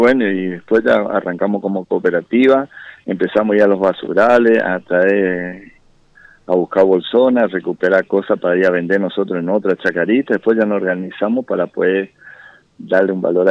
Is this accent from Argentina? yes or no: yes; Chaco, Argentina; nosotros somos acá del Chaco, somos un poquito del interior del Chaco y algunos de Capital